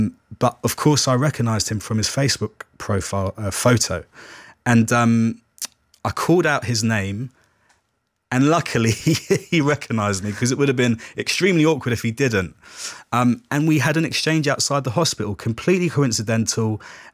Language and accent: English; London, United Kingdom; I grew up in care in South London. I lived with four different foster families, and also I spent time in a residential care home.